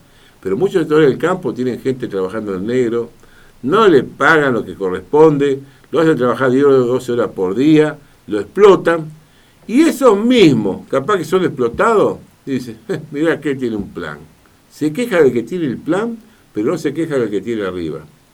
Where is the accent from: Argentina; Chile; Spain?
Argentina; Somos así los argentinos